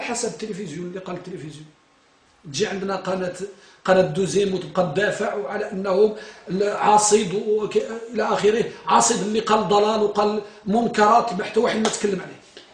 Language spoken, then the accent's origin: Arabic; Morocco; أنتم ترون الآن عندنا بالمغرب